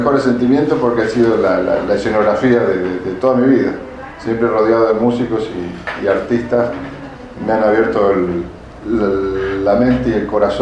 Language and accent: Spanish; Coronel Brandsen, Buenos Aires Province, Argentina; born there; Nací en Buenos Aires, en la provincia de Buenos Aires, en un pueblo que se llama Coronel Brands.